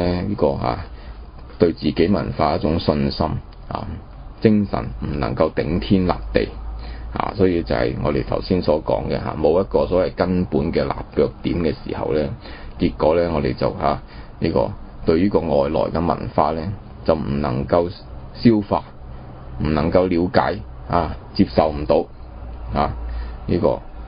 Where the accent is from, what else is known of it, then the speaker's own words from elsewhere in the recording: China; 但是因為我們中國人自己冇精神啊